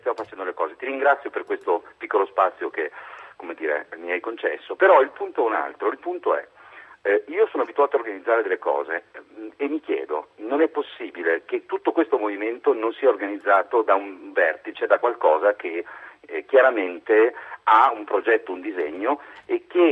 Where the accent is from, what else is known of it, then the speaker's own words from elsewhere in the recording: Turin, Piedmont, Italy; now in Biella, Italy; Io sono torinese, va bene, abito a Biella, però in realtà sono nato e cresciuto a Torino, 40 anni di torinesità e tutto il resto.